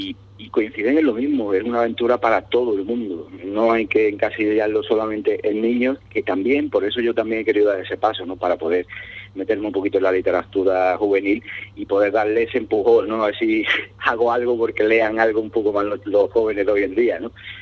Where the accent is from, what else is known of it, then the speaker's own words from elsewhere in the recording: Cádiz, Andalusia, Spain; Como buenos gaditanos que somos, nos gusta mucho el humor.